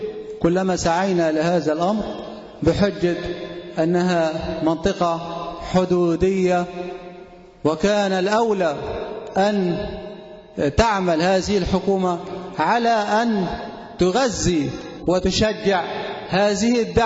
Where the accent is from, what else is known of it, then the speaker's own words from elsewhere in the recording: Sinai, Egypt; طوال 12 عاما لم يخن أحد من أهل سيناء بلده ولم يتزوج أحد منا من